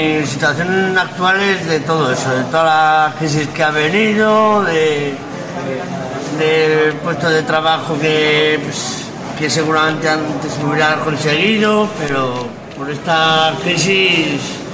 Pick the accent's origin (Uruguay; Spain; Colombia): Spain; La Rioja; yo vengo de un pueblo de La Rioja, estaba trabajando